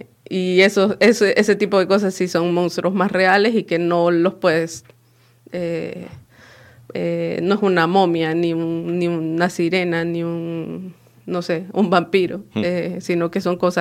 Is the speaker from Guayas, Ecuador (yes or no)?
yes; Guayaquil, Guayas, Ecuador; tiene muchas cosas de Guayaquil, de donde yo soy.